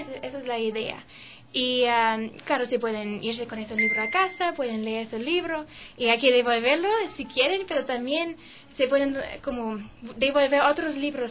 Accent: Germany; Spanish is a second language; es una fundación alemana, como yo también soy alemana

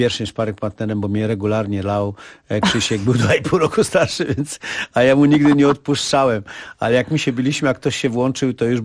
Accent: Warsaw, Masovian Voivodeship, Poland; Wychowałem się na Powiślu w fajnych warunkach

